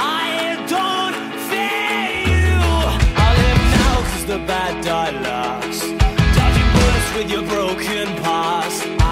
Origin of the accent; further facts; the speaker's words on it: Hönö, Västra Götaland County, Sweden; also born or lived in Mölndal; och jag är född på Hönö, eller ja, rättare sagt i Mölndal, men växte upp, blev fraktad som bebis till Hönö, och Hönö ligger i Öckerö kommun